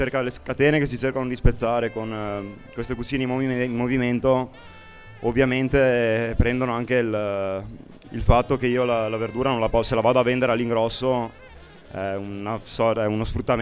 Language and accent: Italian; Padua, Veneto, Italy; Da Padova.